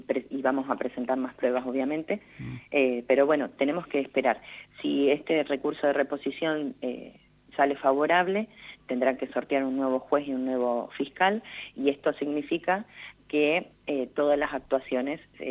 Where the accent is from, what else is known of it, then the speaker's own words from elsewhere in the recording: Alvear, La Pampa, Argentina; tanto los que somos de acá de Alvear, como creo que toda La Pampa